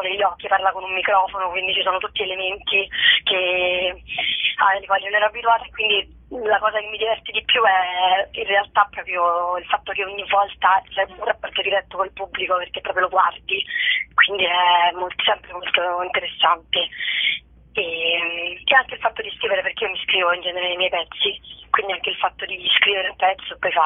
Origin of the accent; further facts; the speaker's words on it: Rome, Lazio, Italy; io sono romana